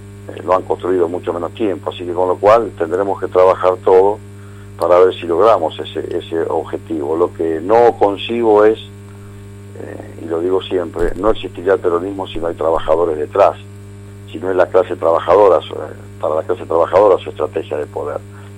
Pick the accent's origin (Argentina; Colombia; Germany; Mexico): Argentina; Lomas de Zamora, Buenos Aires Province; now in La Plata, Argentina; logramos un trabajo territorial en mi ciudad natal, que es Lomas